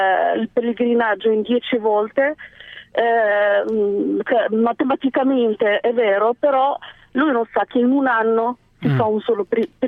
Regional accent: Morocco; now in Milan, Italy; Sono marocchina e volevo rispondere in merito

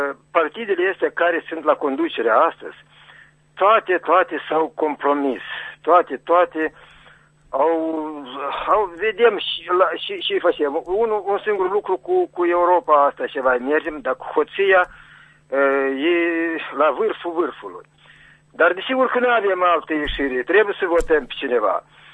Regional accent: Chișinău, Moldova; now in Criuleni, Moldova; sunt din Chișinău, dar acum sunt în Răionul Criuleni.

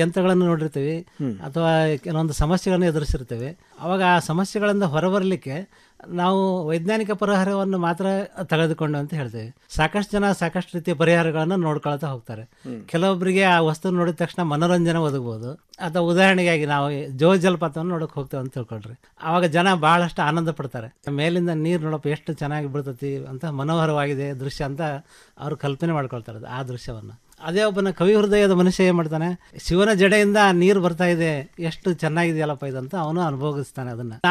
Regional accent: Byadagi, Karnataka, India; also born or lived in Hirekerur; now in Huvina Hadagali, India; ಜನ್ಮಸ್ಥಳ ಹಿರೇಕೆರೂರು, ನಮ್ಮ ಸ್ವಂತ ಊರು ಬ್ಯಾಡಗಿ ಅಂಥೇಳಿ. ನಾವು ಈಗ ನೆಲೆಯೂರಿದ್ದು ಹೂವಿನಡಗಲಿ, ಬಳ್ಳಾರಿ ಜಿಲ್ಲೆ ಅಂದರೆ ಈಗಿನ ವಿಜಯನಗರ ಜಿಲ್ಲೆ ಅಂತ ನಾವು ಮಾಡ್ಕೊಂಡಿದ್ದೀವಿ.

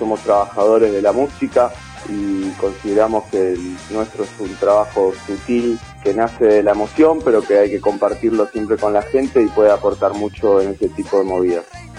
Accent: Buenos Aires, Argentina; nosotros somos de Capital Federal

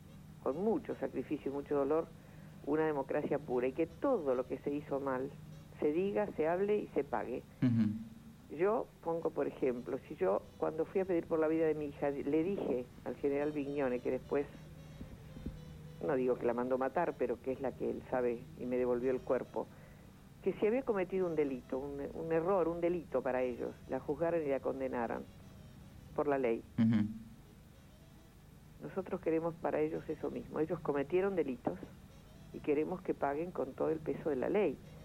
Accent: Argentina; es lo menos que merecemos como argentinos

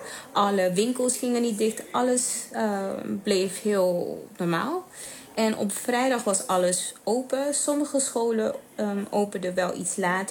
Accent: Aruba; also born or lived in Netherlands; Want toen ik in Nederland woonde, was het altijd wel de vraag. Want als men me vroeg waar ik vandaan kwam en ik zei Aruba

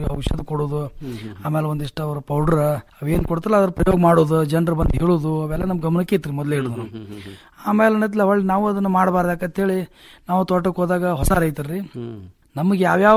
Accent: Babanagar, Karnataka, India; ನಮ್ಮ ಊರು ಬಾಬಾನಗರ, ತಿಕೋಟಾ ತಾಲೂಕು, ವಿಜಯಪುರ ಜಿಲ್ಲೆ ರೀ.

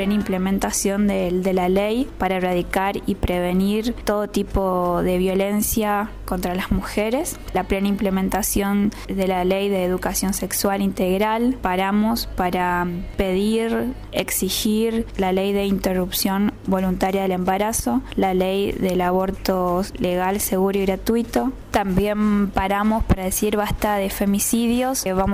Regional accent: Goya, Corrientes, Argentina; soy de Goya, Corrientes, y les quiero decir que nosotras paramos

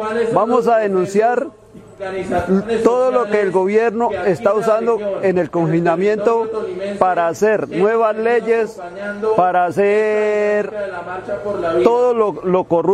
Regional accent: Cauca, Colombia; vengo del departamento del Cauca.

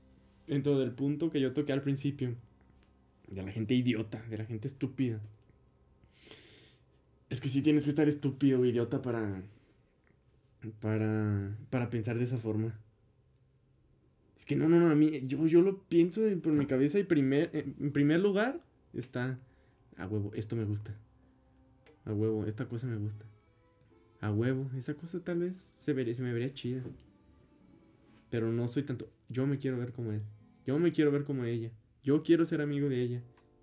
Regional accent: Guadalajara, Jalisco, Mexico; Para el que pudiera no llegar a ser de aquí, de Guadalajara, porque somos de Guadalajara.

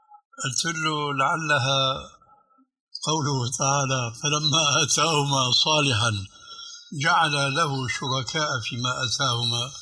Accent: Damascus, Damascus Governorate, Syria; وكيلة عندنا في دمشق

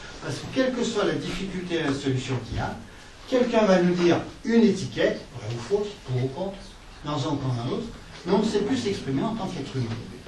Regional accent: Marseille, Provence-Alpes-Côte d'Azur, France; si je discutais avec un Aixois, j'étais marseillais. Si je discutais avec un Parisien, je suis provençal. Si je discute avec un Allemand, je suis français. Avec un Américain, je suis européen

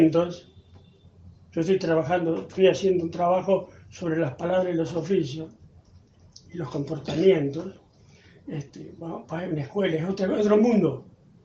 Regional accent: Pie de Palo, San Juan, Argentina; also born or lived in Santa Fe; nací en Santa Fe, pero me di cuenta que vivo en un pueblo que se llama Pie de Palo, en la precordillera sanjuanina.

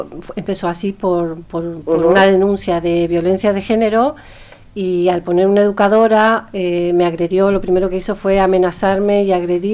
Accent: Argentina; porque soy argentina, porque soy de otro país.

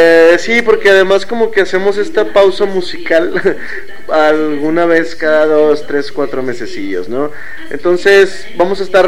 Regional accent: Monterrey, Nuevo León, Mexico; yo soy de Monterrey. Bueno, la mayoría decimos somos de Monterrey, aunque vivamos en otros municipios

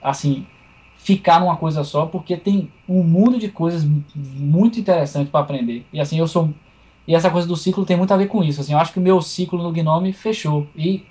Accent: Salvador, Bahia, Brazil; porque eu sou de Salvador, que é, eu posso dizer que eu acho que é o lugar mais africano fora da África do mundo.

